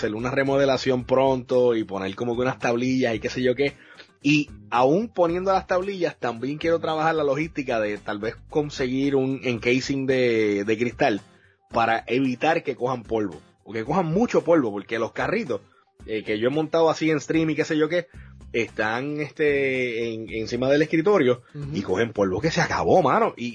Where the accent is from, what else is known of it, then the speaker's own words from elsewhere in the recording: Puerto Rico; Yo recuerdo eso así como que creciendo en Puerto Rico.